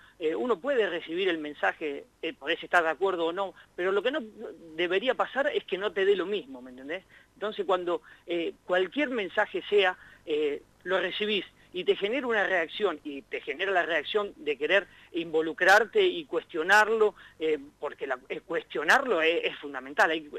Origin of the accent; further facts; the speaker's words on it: Arata, La Pampa, Argentina; con un proyecto radiofónico que teníamos ahí en Arata, en mi pueblo, hace ya año 93, más o menos, te estoy hablando.